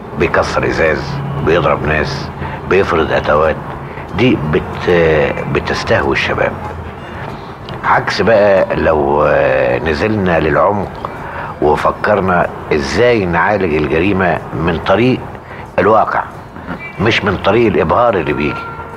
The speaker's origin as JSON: {"language": "Arabic", "country": "Egypt", "said": "انما لقيت ان انا كمصري ما اقدرش اعمله."}